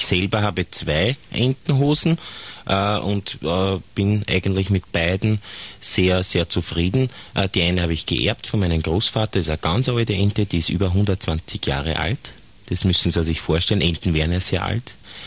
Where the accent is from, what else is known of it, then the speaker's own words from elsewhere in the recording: Austria; Und Waldenten dürfen ja nur mehr, zumindest bei uns in Österreich, als Fliegenpilze bemalt werden